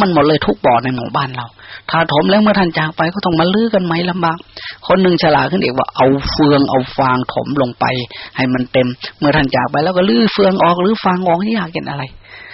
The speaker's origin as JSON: {"language": "Thai", "region": "Isan", "country": "Thailand", "tie": "born there", "said": "พวกเราชาตินี้ได้มาเกิดในภาคอีสานที่มันอดอยากขาดแคลน"}